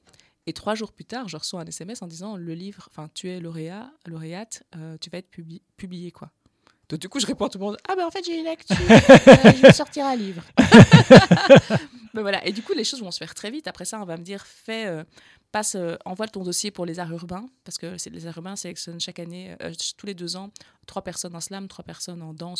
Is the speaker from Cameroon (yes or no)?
no; Wallonia, Belgium; accent: Carolo; Je disais, c'est parce que j'ai un accent, qu'on me parle comme ça, un accent carolo.